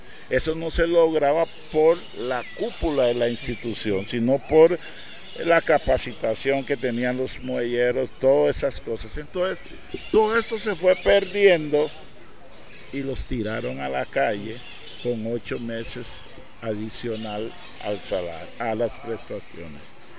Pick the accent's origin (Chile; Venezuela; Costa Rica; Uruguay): Costa Rica; Limón; No nos ven con ojos que somos costarricenses